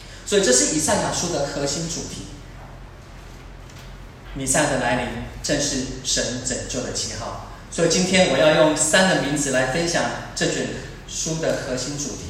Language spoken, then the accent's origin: Chinese; Taiwan; 我们台湾身处的这个环境，最近因为这个疫情的关系，我们都觉得作为一个台湾人很有感